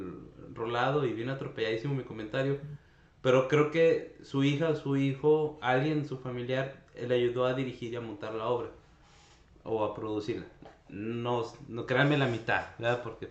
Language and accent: Spanish; Zacatecas, Mexico; Yo tuve la oportunidad de verlo en teatro, allá en mi terruño zacatecano